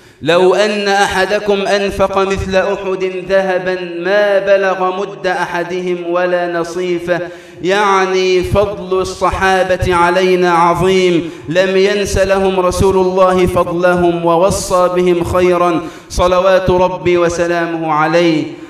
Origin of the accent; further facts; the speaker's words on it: Egypt; اللهم اجعل بلدنا مصر أمناً أماناً